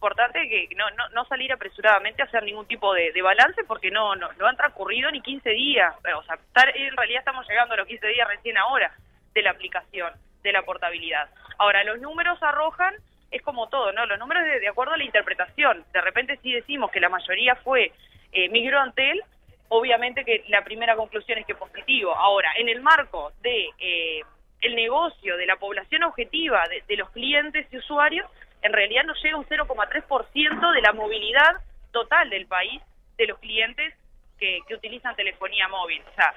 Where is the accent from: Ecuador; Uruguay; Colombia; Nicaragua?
Uruguay; Montevideo; nosotros somos de Montevideo y venimos a invadir su ciudad con este Congreso Nacional de Delegados